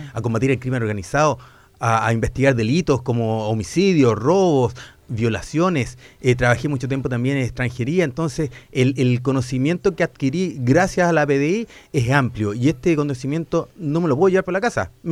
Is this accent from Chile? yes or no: yes; Valparaíso, Chile; Después llegué a Santiago, estuve 6 años. Y ahí la Santa se acordó de mí y me trajo de vuelta a Valparaíso. Mi tierra. Y terminé mi carrera policial donde mismo nací, en la Brigada de Homicidios.